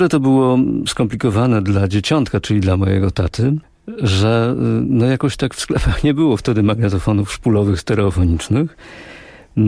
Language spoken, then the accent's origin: Polish; Silesian Voivodeship, Poland; Pochodzę z tego regionu kraju, gdzie w tym dniu, w Wigilię Bożego Narodzenia, otrzymywało się prezenty i te prezenty w naszym regionie, na Górnym Śląsku, przynosiło dzieciątko.